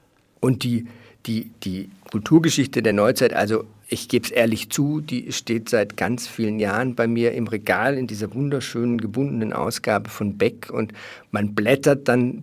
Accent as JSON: {"language": "German", "country": "Germany", "said": "Wir haben nämlich in der Schule, also ich komme aus Deutschland, da wird es die 9. oder 10. Klasse gewesen sein. Das ist bei euch, glaube ich, die 5. hier in Österreich."}